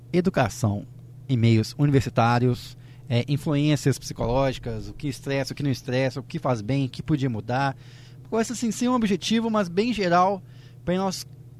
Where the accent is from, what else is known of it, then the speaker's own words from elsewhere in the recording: Minas Gerais, Brazil; moved away as an adult; eu vim de Minas pra cá